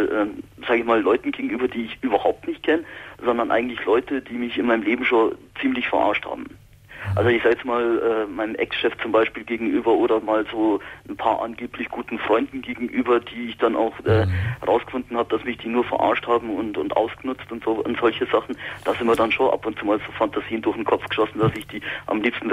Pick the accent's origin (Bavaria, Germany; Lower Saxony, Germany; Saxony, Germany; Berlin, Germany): Bavaria, Germany; Ingolstadt; Also ich bin aus Ingolstadt und fahre dann mit dem Zug nach München zum Arbeiten.